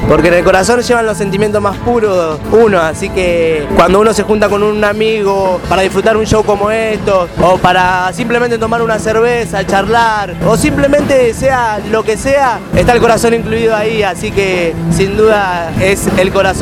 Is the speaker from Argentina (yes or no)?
yes; Merlo, Buenos Aires Province, Argentina; yo soy de Merlo, Libertad, pero soy del oeste.